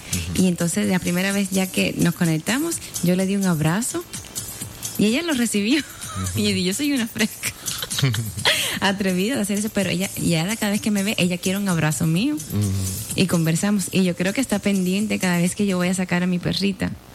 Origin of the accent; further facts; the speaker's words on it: Cuba; yo tuve el privilegio de vivir en mi país, donde nací, en Cuba, y el ambiente, los vecinos, tú conoces a todos los vecinos.